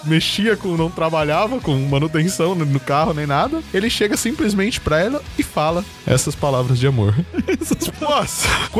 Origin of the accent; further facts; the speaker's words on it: Barretos, São Paulo, Brazil; now in Matão, Brazil; Eu fui pra Barretos, que é minha cidade natal, visitar meus parentes.